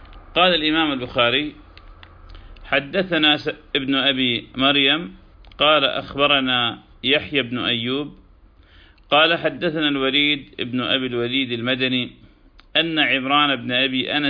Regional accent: Iraq; moved away; كما نحن قد هجرنا بلادنا العراق مكرهين

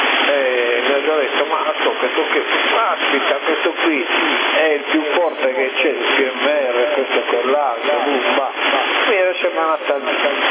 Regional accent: Sassari, Sardinia, Italy; No, no, sono di Sassari.

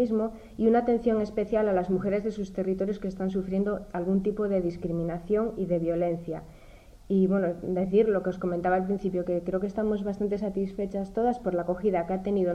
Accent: Castrillón, Asturias, Spain; vengo de Castrillón y represento al territorio de Avilés y los concejos limítrofes.

